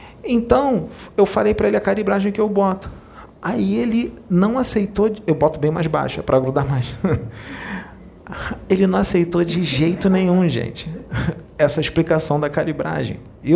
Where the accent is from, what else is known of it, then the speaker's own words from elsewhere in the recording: Rio de Janeiro, Brazil; Eu sou daqui do Rio.